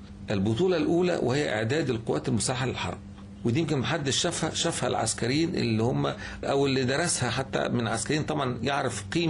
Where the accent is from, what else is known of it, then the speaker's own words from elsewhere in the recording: Egypt; دول مصريين وإحنا مصريين